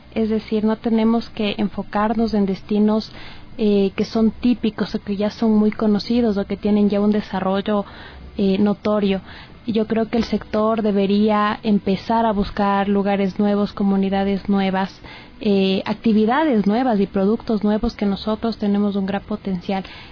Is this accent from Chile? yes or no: no; Ecuador; nosotros como ecuatorianos debemos estar muy involucrados con todos los recursos naturales que poseemos dentro del país